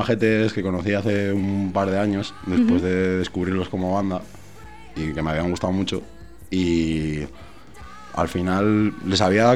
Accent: Asturias, Spain; now in Madrid, Spain; Sí, yo soy de Asturias y hasta que me vine a Madrid, pues por ahí he andado.

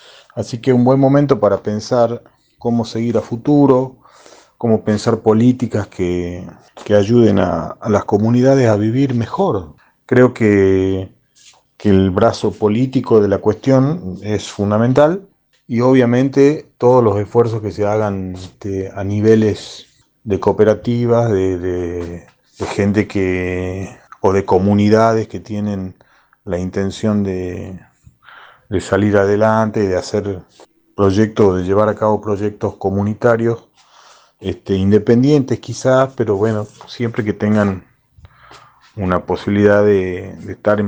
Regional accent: Tucumán, Argentina; now in Buenos Aires, Argentina; Soy un músico tucumano, radicado en Buenos Aires.

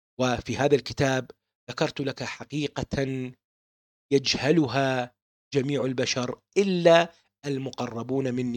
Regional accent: Baghdad, Baghdad Governorate, Iraq; born there; ولدت في بغداد بتاريخ يوم الخميس 13/6/1974 ميلاديا.

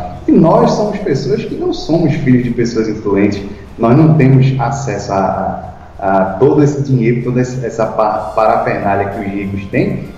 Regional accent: Pernambuco, Brazil; eu sou de Pernambuco e já encontrei alguns membros aqui

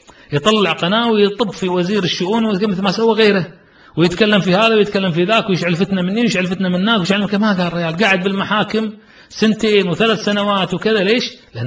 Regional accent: Kuwait; والله فخر نفتخر أن يكون عندنا في الكويت

